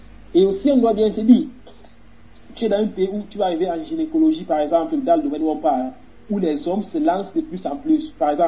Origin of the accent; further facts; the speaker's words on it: Cameroon; J'ai grandi au Cameroun.